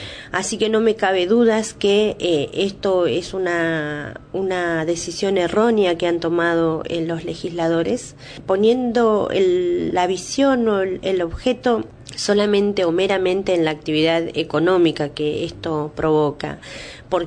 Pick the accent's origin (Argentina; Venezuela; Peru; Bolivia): Argentina; Río Negro; born there; si bien yo soy nacida en Río Negro, mis familiares están dentro de la provincia de Neuquén